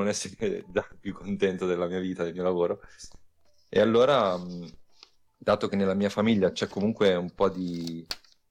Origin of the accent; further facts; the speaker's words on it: Emilia-Romagna, Italy; vengo dalla provincia di Ravenna.